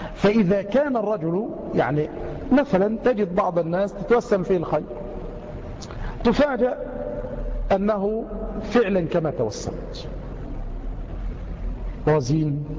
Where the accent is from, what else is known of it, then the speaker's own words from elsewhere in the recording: Egypt; مع أن الجزر والسماك عندنا في مصر يعني منيرات